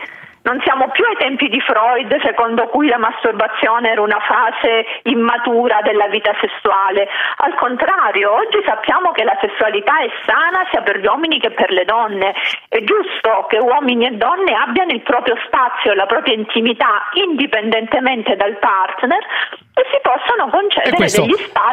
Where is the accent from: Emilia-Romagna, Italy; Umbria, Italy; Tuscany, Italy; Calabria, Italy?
Calabria, Italy; accent: Calabrian; now in Rome, Italy; Non si può mai togliere una calabrese dalla Calabria, ovunque abiterà.